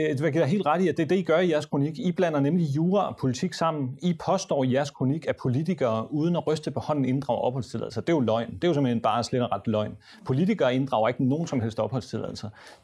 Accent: Somalia; now in Denmark; Godt nok er jeg fra Somalia, men jeg fik ikke den der kampagne.

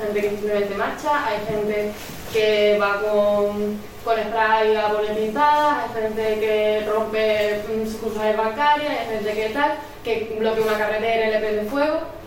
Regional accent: Andalusia, Spain; born there; en la región de donde yo nací, en Andalucía

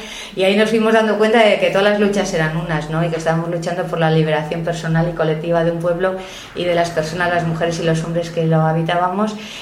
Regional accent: Sestao, Basque Country, Spain; born there; yo nací en Sestao, que es un pueblecito que está aquí al lado de Bilbao, en una época muy industrial

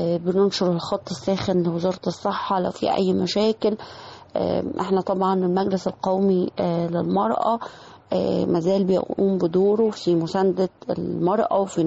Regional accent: Egypt; يمكن احنا عندنا في مصر الحمد لله لغاية الآن الأعداد بتاعتنا تعتبر أقل من دول العالم بكتير

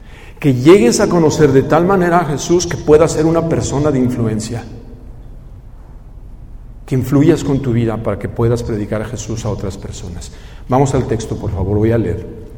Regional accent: Guadalajara, Jalisco, Mexico; also born or lived in Mexico City; Yo crecí en la ciudad de Guadalajara, aunque no soy oriundo de Guadalajara. La mayor parte de mi vida la he vivido en Guadalajara.

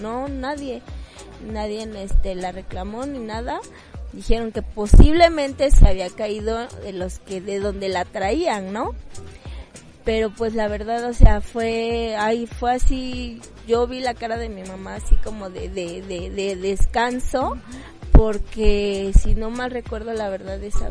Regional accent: Mexico City, Mexico; yo nací aquí en La Merced, no, soy nacida de La Merced

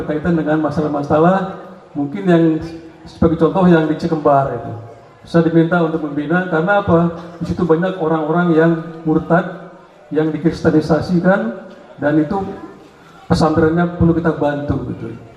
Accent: Bogor, West Java, Indonesia; born there; also born or lived in Bandung / Jakarta; saya lahir di Bogor, karena ibu saya orang Bogor. Saya kuliah di Bandung, kemudian kuliah di Australia, bekerja di Bandung, kemudian kerja di Jakarta sebagai birokrat.

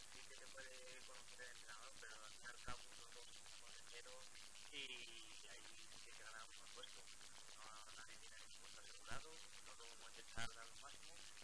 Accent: Salamanca, Castile and León, Spain; now in Elche, Spain; sí que voy a vivir en Elche porque yo como soy de Salamanca

